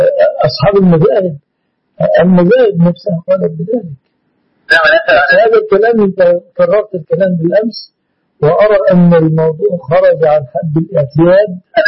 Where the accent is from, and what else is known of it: Egypt